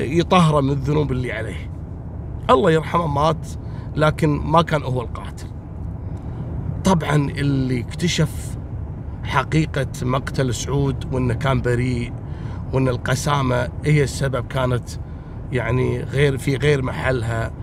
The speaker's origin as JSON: {"language": "Arabic", "country": "Kuwait", "said": "مثل البنت السورية عندنا في الكويت اللي اقتلت زوجها"}